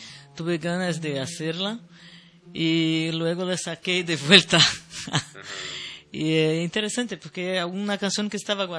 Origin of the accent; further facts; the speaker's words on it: Bahia, Brazil; Spanish is a second language; Puede ser que soy de Bahía